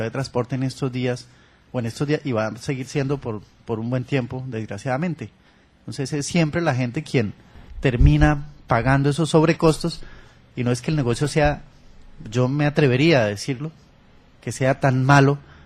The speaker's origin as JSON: {"language": "Spanish", "country": "Colombia", "said": "Pero eso es el Estado norteamericano. Nosotros somos el Estado suramericano Colombia."}